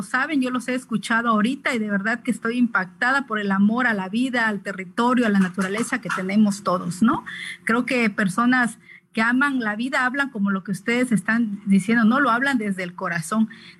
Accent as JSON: {"language": "Spanish", "region": "Oaxaca", "country": "Mexico", "said": "yo soy reportera zapoteca del Istmo de Tehuantepec, en Oaxaca, México."}